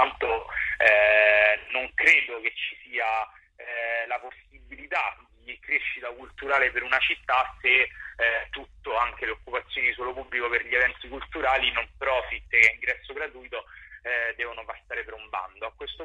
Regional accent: Rome, Lazio, Italy; siamo romani, siamo cresciuti a Roma, la amiamo, la conosciamo

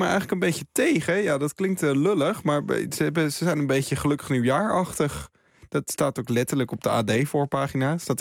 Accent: Netherlands; En wij blijken dus als Nederlanders heel veel gespaard te hebben.

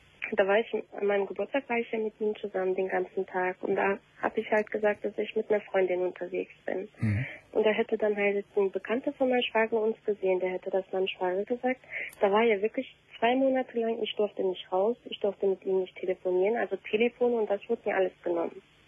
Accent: Turkey; Ich bin Türkin, genau.

